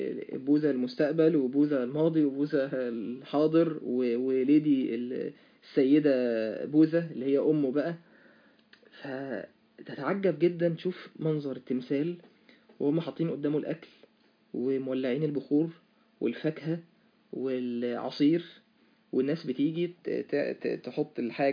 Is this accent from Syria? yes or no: no; Egypt; انا من مصر وانت من الصين